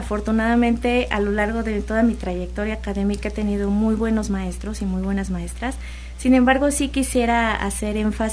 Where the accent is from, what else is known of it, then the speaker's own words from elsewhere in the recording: Orizaba, Veracruz, Mexico; Yo soy de Orizaba y entonces allá igual hay zonas ecológicas muy, muy bonitas.